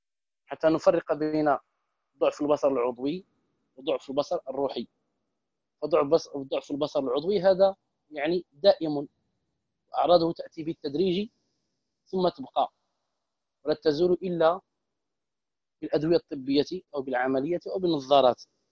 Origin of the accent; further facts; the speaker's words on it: Morocco; احتفالات هنا عندنا في المغرب